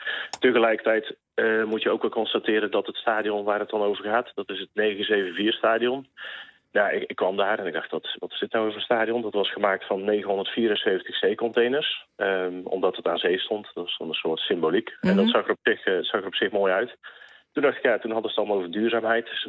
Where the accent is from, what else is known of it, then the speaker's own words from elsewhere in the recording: Netherlands; ik kom uit Nederland natuurlijk, maar ik kan amper 10 minuten buiten lopen daar.